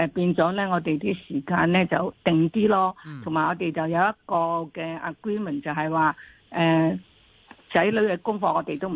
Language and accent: Cantonese; China; 咁我觉得呢个就唔系原意，我哋中国人原意，我哋其实系开枝散叶